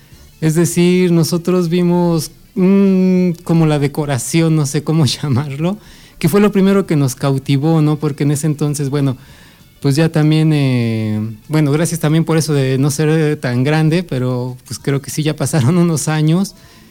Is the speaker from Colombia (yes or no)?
no; Ozumba de Alzate, State of Mexico, Mexico; soy originario de Ozumba, de Alzate